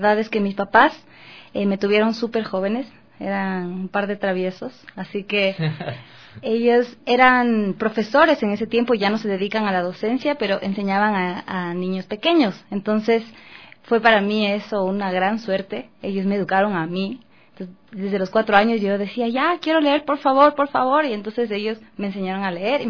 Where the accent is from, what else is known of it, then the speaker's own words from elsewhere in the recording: Quito, Pichincha, Ecuador; Ah, yo crecí en Carapungo.